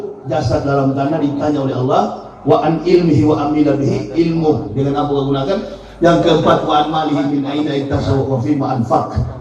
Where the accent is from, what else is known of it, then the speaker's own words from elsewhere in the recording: Manado, North Sulawesi, Indonesia; Rocky Gerung, satu kampung sama saya dari Manado itu.